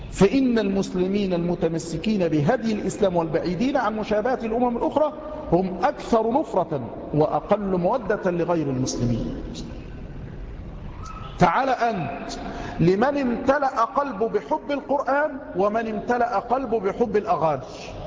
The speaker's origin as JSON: {"language": "Arabic", "country": "Egypt", "said": "خاصة عندنا في مصر من نساء مصر"}